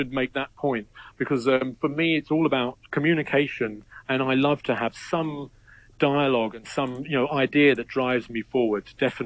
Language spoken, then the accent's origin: English; London, United Kingdom; And he moved to London, where I was born. So I grew up as a Londoner